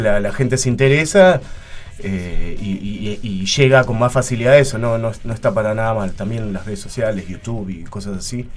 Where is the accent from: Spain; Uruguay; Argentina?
Argentina; Berazategui, Buenos Aires Province; Él es de Monte Grande y yo soy de Brazate.